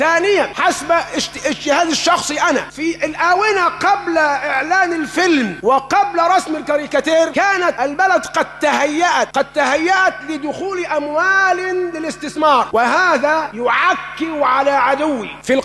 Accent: Egypt; وما حدث عندنا في مصر كان من داخل مصر ومن خارج مصر

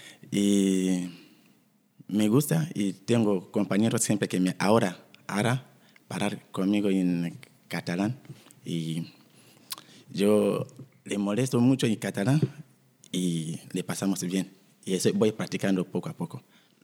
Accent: DR Congo; Soy de la República Democrática del Congo.

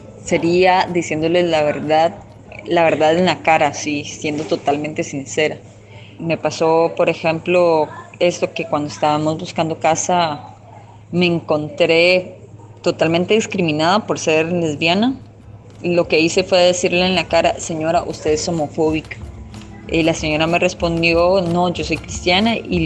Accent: Pérez Zeledón, San José, Costa Rica; born there; soy nacida en Pérez Celedón, donde nos inyectan la homofobia desde que nacimos.

